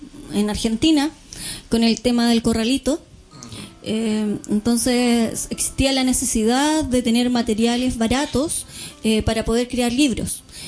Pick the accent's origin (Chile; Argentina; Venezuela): Chile; Puerto Montt, Los Lagos; nosotros, si bien somos de Puerto Montt